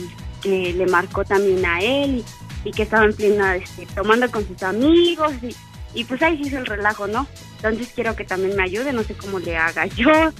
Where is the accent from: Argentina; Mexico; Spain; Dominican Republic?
Mexico; Puebla; born there; Soy nacida en Puebla.